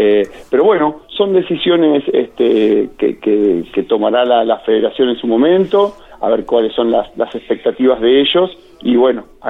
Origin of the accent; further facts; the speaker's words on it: Macachín, La Pampa, Argentina; Yo como DT de mis chicas en mi pueblo, en Macachín